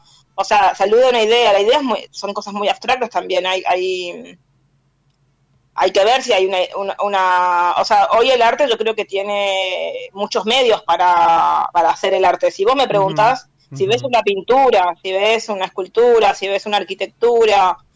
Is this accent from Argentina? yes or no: yes; Chaco, Argentina; Sí, me encanta Corrientes, yo soy de Chaco.